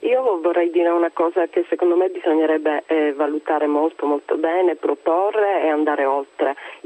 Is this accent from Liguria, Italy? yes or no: no; Sicily, Italy; Io oltre a essere italiana sono siciliana